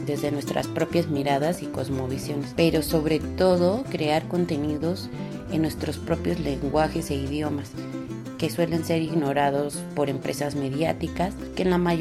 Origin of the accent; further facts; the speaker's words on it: Tlalpujahua, Michoacán, Mexico; Soy originaria de Tlalpujahua, Michoacán, en México.